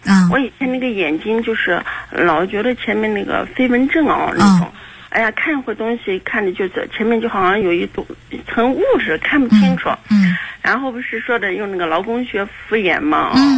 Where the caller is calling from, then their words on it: Jiuquan, Gansu, China; 我是甘肃酒泉的。